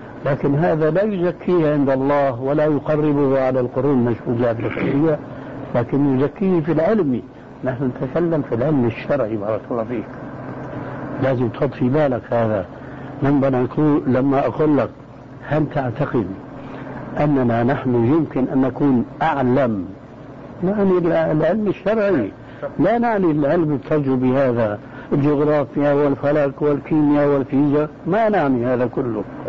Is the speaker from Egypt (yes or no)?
no; Syria; اسمح لي نص الكلام يقولون عندنا في الشام ما عليه جواب